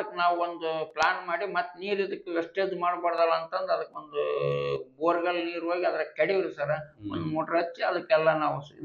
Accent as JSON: {"language": "Kannada", "town": "Hunasihalu", "region": "Karnataka", "country": "India", "tie": "born or raised there", "said": "ಹುಣಸಿಹಾಳು ಅಂತ ಒಂದು ಊರಾಗೈತೆ ನೋಡ್ರಿ ಸರ್"}